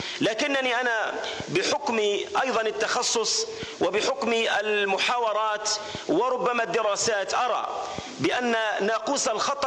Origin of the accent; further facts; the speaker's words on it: Algeria; وأقصد تحديدا ذاك الدور الذي أدته هذه المنطقة المجاهدة في تحرير بلدنا الجزائر.